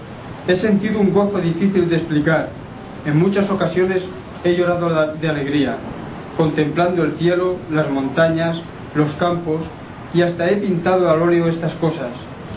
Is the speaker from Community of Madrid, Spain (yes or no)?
no; Palma, Balearic Islands, Spain; also born or lived in Inca; Mallorquín, nací en Inca, en 1918, pero desde niño resido en Palma.